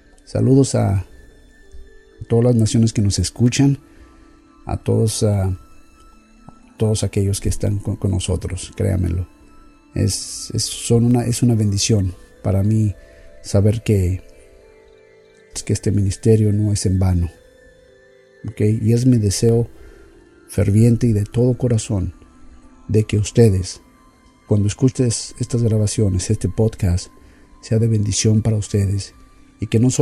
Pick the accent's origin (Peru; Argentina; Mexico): Mexico; A pesar de que soy mexicano, tengo alrededor de 25 años que básicamente mi práctica en leer el español ha sido completamente nula.